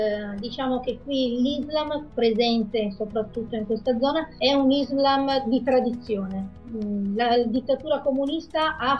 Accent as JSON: {"language": "Italian", "town": "Garzigliana", "region": "Piedmont", "country": "Italy", "tie": "born or raised there", "said": "Sono nata appunto a Garzigliana e sono figlia unica."}